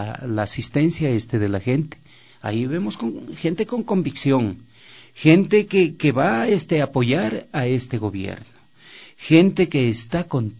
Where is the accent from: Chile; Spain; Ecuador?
Ecuador; Loja; Y el poquito, así llaman en mi tierra Loja, el poquito de carne que quedaba en el hueso